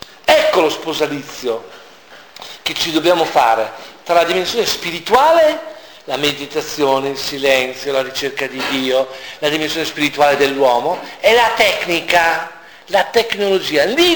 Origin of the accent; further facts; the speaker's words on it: Emilia-Romagna, Italy; Io sono emiliano, a me piace stare a tavola e mangiare cose buone.